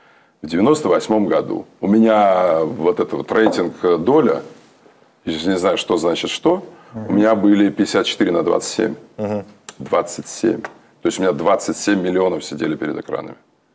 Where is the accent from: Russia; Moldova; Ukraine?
Ukraine; Я украинец. Я украинец, у меня дед румын, бабка, ее мать полячка, а полька, а ее отец болгарин, Дмитро Лазанов, а мать Нина Дубницкая с Варшавы.